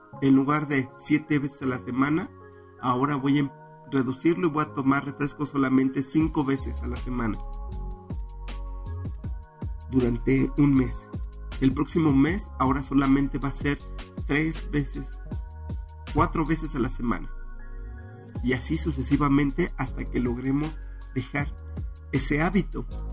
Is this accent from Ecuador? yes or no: no; Mexico; como buenos mexicanos que somos